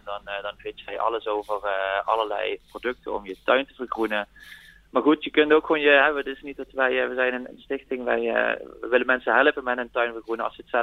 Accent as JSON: {"language": "Dutch", "region": "Limburg", "country": "Netherlands", "said": "zelf kom ik uit Limburg"}